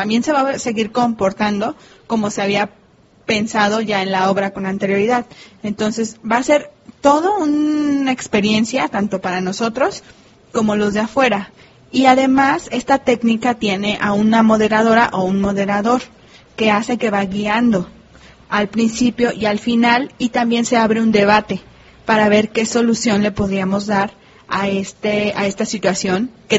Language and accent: Spanish; Mexico; nosotros, como mexicanos, tenemos bien insertado ese chip